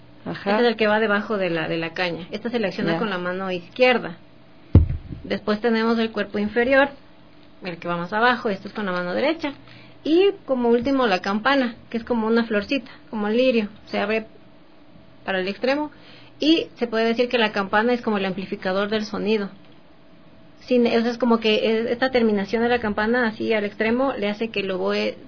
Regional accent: Quito, Pichincha, Ecuador; born there; nacimos nosotros allá acá en Quito.

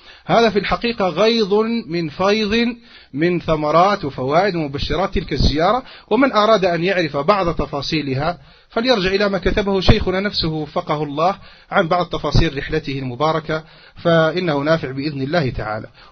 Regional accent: Algeria; عندنا في الجزائر

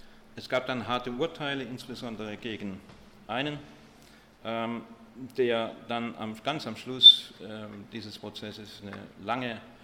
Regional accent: Stuttgart, Baden-Württemberg, Germany; ich komme aus Stuttgart

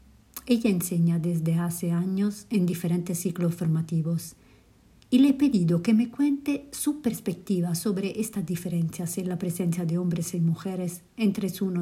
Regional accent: Italy; Spanish is a second language; now in Madrid, Spain; italiana recién mudada a Madrid, por eso perdón mi castellano.

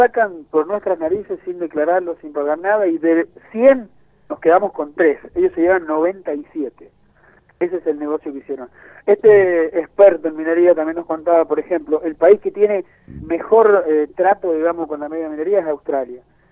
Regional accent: San Juan, Argentina; Y bueno, así somos los sanjuaninos, ¿viste? Acá es un negocio para muy pocos.

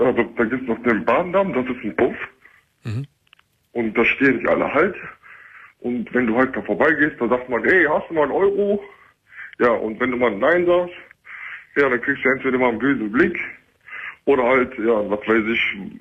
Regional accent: Düsseldorf, North Rhine-Westphalia, Germany; aus Düsseldorf.

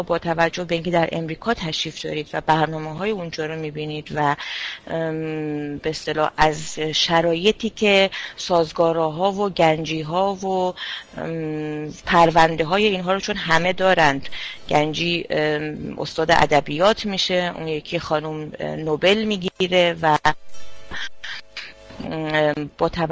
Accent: Iran; من شخصا فکر نمی کنم به عنوان یک ایرانی

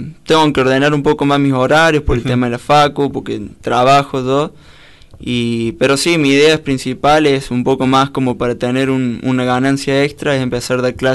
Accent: Córdoba, Argentina; Soy un cordobés raro yo, porque no soy del cuarteto ni eso.

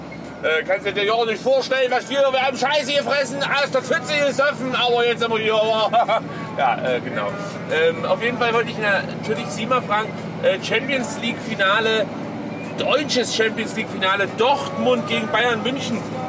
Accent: Netherlands; German is a second language; Ich bin ja Holländer und kultiviert sprechen ist bei uns noch nicht so richtig angekommen.

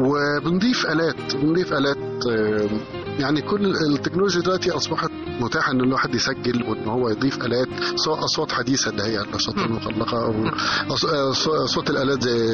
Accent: Alexandria, Alexandria Governorate, Egypt; هو إحنا فعلا اسكندرانية، وكلنا يعني اتجمعنا قبل 2005 بسنين طويلة كمان

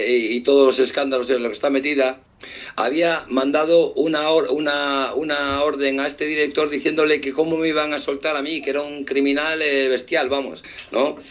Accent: Spain; yo soy ciudadano español

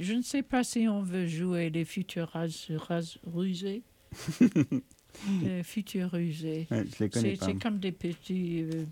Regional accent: Midwest, United States; being a Midwesterner

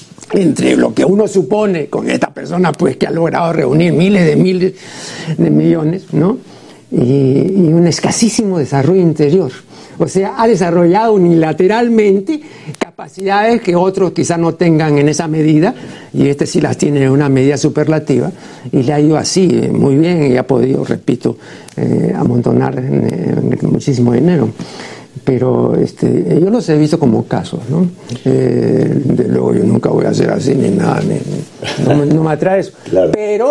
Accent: United States; nací en los Estados Unidos, me educo en los Estados Unidos, he trabajado en los Estados Unidos, tengo mis empresas aquí

